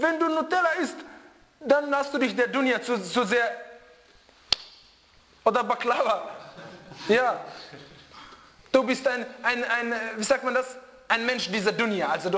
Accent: Bosnia & Herzegovina; Wallahi, die schauen mich an, von wo bist du? Ich sage, aus Bosnien.

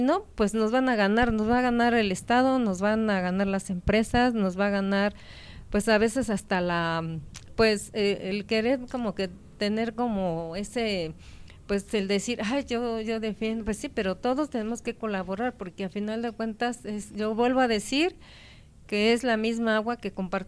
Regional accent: Santa Cruz Acalpizca, Mexico City, Mexico; Mi pueblo, Santa Cruz Acalpizca, fue el primer pueblo nahuatlaca asentado aquí en esta zona de Xochimilco.

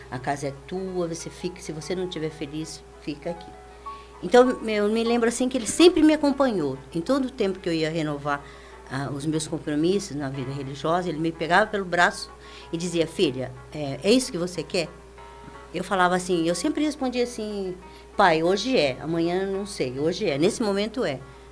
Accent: Sertanejo, Paraná, Brazil; eu nasci em Sertanejo, uma cidade do norte do Paraná. É, assim, a maioria das pessoas lá eram japoneses mesmo.

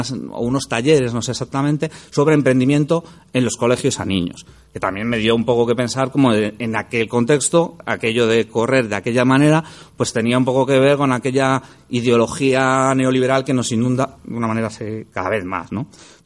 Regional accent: Madrid, Community of Madrid, Spain; en una ciudad grande como aquella de la que yo vengo, ¿no? Yo vengo de Madrid.

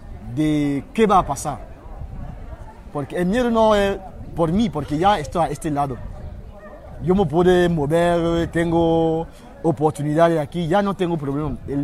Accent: Cameroon; Spanish is a second language; now in Spain; vengo de Camerún. Sí. Estuve también andando 8 meses para llegar hasta aquí.

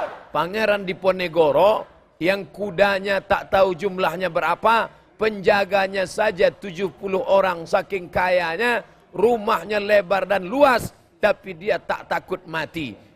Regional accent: Riau, Indonesia; Saya dari Riau. Riau itu dekat dari Minangkabau, bersempadan perbatasan langsung Kabupaten Kampar dengan Payakumbuh perbatasan.

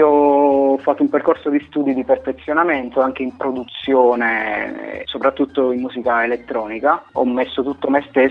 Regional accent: Campania, Italy; now in Rome, Italy; Io provengo da una piccola realtà di provincia, vivo a Roma, ma vengo dalla provincia di Avellino.

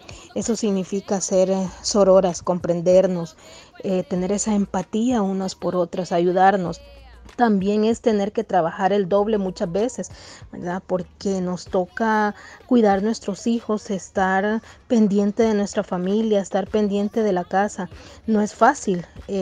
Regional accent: El Salvador; now in Costa Rica; como mujer salvadoreña, viviendo acá en Costa Rica

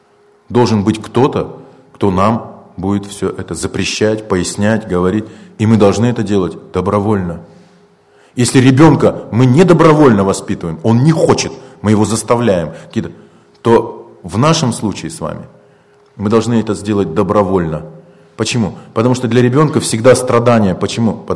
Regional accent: Siberia, Russia; Мы говорим, а мы с Байкала. Потому что это жемчужина.

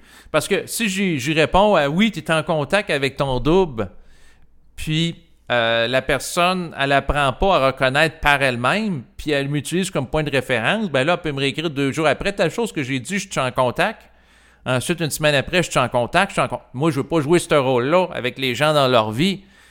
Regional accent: Quebec, Canada; Et en tant que Québécois, j'ai grandi au Québec et j'ai été exposé au langage de pouvoir des Québécois, donc les jurons.

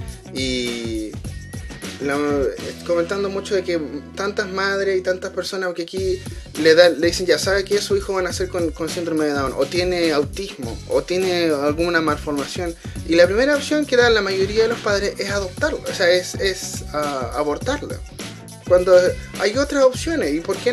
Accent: Chile; yo sé que en mi país, en Chile, no sé por qué razón nos importa tanto lo que piensan los gringos.

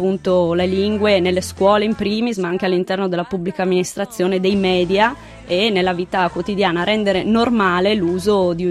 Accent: Friuli-Venezia Giulia, Italy; accent: Friulian; per noi friulani è interessante quando andiamo in Catalogna e tra noi parliamo friulano regolarmente

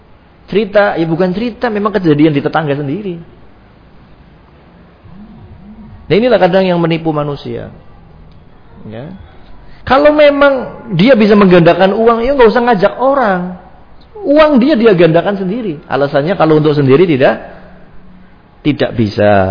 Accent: Brebes, Central Java, Indonesia; Saya masih ingat dulu ada di kampung saya sana di Brebes

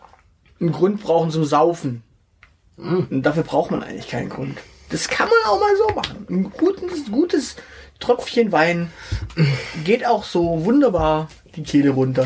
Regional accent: Baden-Württemberg, Germany; Also, die Geschichte ist ja die, ich bin ja hier im Schwäbischen aufgewachsen.

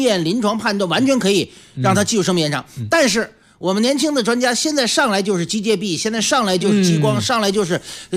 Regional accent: China; 我们中国人讲辩证法，世界人也讲辩证法

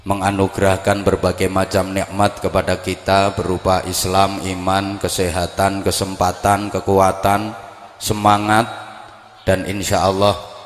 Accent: Bojonegoro, East Java, Indonesia; Walaupun saya juga orang Bojonegoro, tapi akhir-akhir ini jarang banget ngaji di wilayah Bojonegoro.

